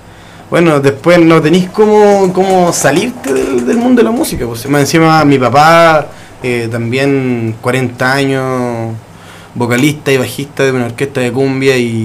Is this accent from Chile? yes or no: yes; Paine, Santiago Metropolitan, Chile; yo soy de Paine, soy de la Laguna de Aculeo.